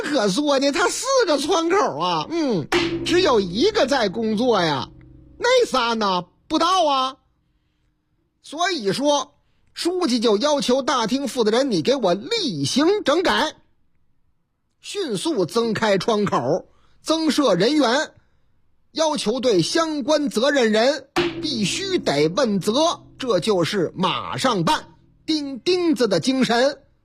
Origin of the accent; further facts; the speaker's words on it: Northeast China, China; accent: Northeastern; 哎呀妈呀，哎呀，怎么东北口音呢？你看这事儿是发生在我老家吗？